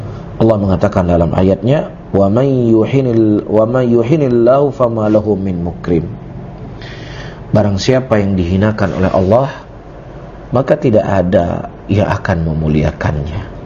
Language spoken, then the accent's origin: Indonesian; Indonesia; Mereka orang Arab, kita orang Ajam. Kita orang Indonesia.